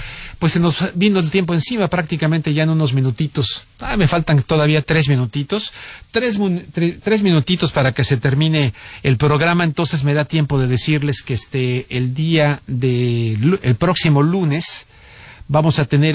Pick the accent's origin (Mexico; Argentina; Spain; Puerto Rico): Mexico; como mexicano que soy